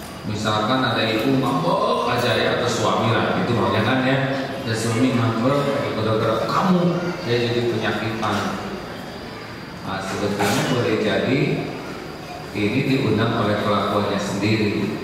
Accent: United States; born there; Indonesian is a second language; Saya tidak pesan lahir di Amerika.

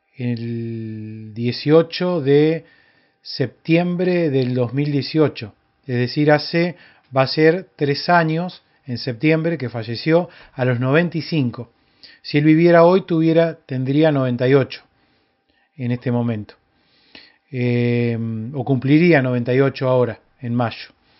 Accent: Córdoba, Argentina; born there; fue una persona muy común de la misma ciudad donde yo vivo, donde yo nací.

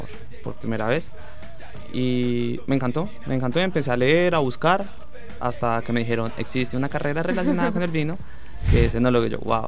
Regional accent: Colombia; moved away; Yo soy de Colombia, pero vivo acá hace 10 años aproximadamente.

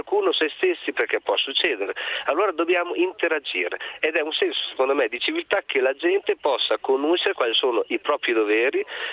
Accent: Bologna, Emilia-Romagna, Italy; sono di Bologna, lavoro in polizia

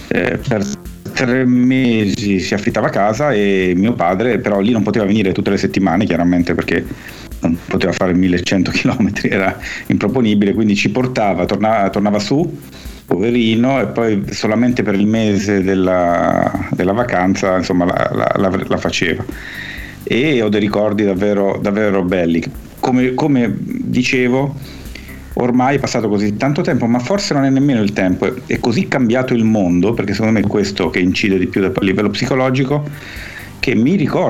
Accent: Milan, Lombardy, Italy; sono cresciuto a Milano. La mia famiglia è di origine napoletana, però io ho passato la grandissima parte delle mie vacanze di bimbo in Puglia

